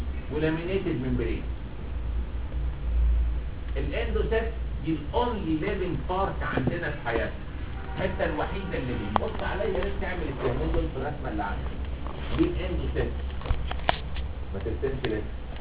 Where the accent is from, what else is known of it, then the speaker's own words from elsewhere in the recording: Egypt; بس كثرة سفرنا احنا المصريين لهذه البلاد